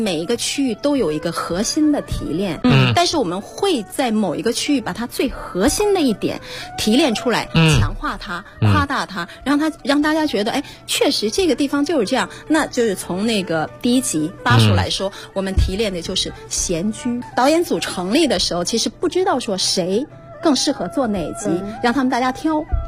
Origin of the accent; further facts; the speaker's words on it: Zhejiang, China; 然后第六集就是钱塘，也是我的故乡浙江地区。